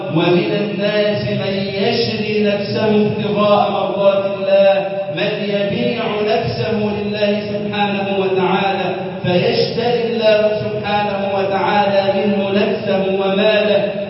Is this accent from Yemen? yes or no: no; Egypt; بلدنا مصر